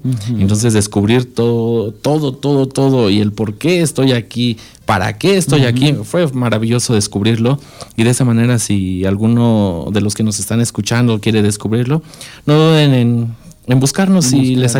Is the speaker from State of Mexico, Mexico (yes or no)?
yes; Ayapango, State of Mexico, Mexico; Vengo de aquí del municipio de Ayapango, Estado de México.